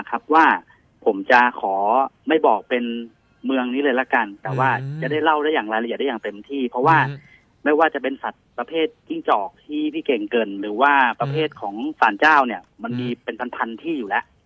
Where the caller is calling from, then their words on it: Nonthaburi, Thailand; นนทบุรีครับ